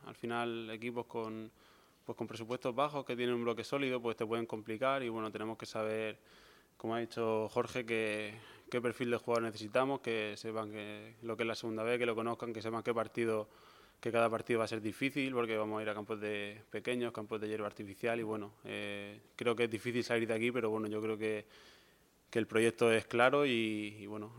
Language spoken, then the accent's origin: Spanish; Cartagena, Region of Murcia, Spain; yo soy de Cartagena, vivo cerca, lo puedo seguir.